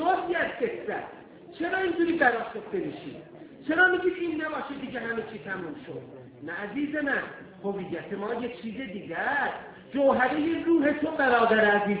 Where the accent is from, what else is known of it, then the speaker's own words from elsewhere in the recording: Iran; ما ایرانی هستیم، در آذربایجان و کفکاز نژادهای مختلفی از ایرانیان زندگی کردن